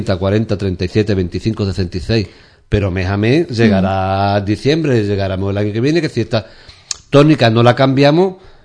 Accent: Ubrique, Andalusia, Spain; Hombre, porque somos de Ubrique, nos conocemos todos

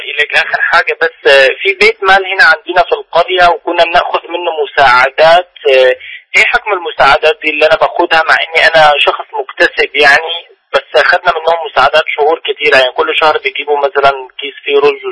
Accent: Syria; يعني عامة أنا من سوريا وفي المكان ده

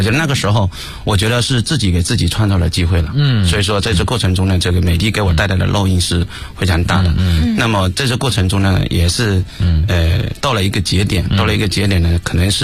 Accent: Ningde, Fujian, China; 我是福建人，因为福建呢在大家也知道这个八闽啊，这个但是我是在福建的一个东边，就闽东。应该我一说这个名字大家都知道，因为我们习大大在那边当过地委书记，叫宁德。宁德在属于也跟温州交界的地方。

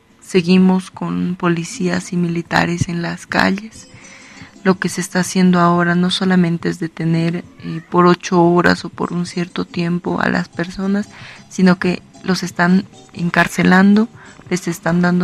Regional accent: La Paz, Bolivia; de La Paz, de Bolivia, del feminismo, soy parte de la organización Feminismo Comunitario Antipatriarcal.

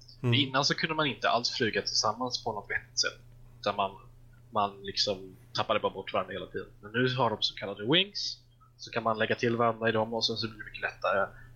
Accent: Småland, Sweden; Men jag är ju smålänning av mig

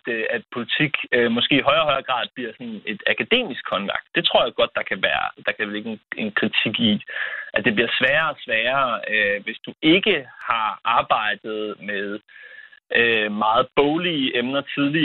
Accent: Esbjerg, Region of Southern Denmark, Denmark; især der, hvor jeg kommer fra, Esbjerg Havn

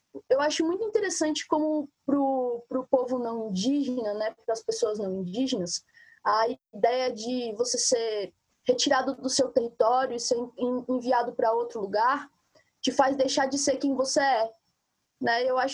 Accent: Belo Horizonte, Minas Gerais, Brazil; sou de Minas Gerais, Belo Horizonte. Parte da minha ancestralidade é pertencente daquele território mineiro ali que hoje é chamado de Minas, né, Minas Gerais

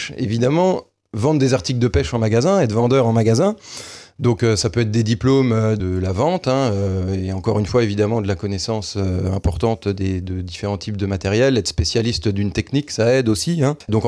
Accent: Grand Est, France; chez nous, en Meurthe-et-Moselle ou en Lorraine

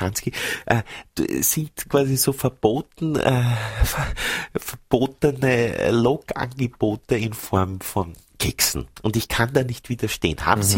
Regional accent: Vienna, Austria; now in Innsbruck, Austria; Ich rufe an aus Innsbruck. Also ich bin eigentlich Wienerin, ne? Lebe ja, aber jetzt seit 10 Jahren in Innsbruck, habe einen Innsbrucker geheiratet

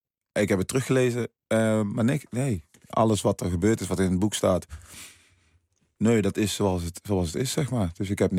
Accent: Suriname; now in Netherlands; Ik kom uit Suriname, ook een heel mooi land overigens. Waar toen heel veel problemen waren. Ik ben naar Nederland gekomen.

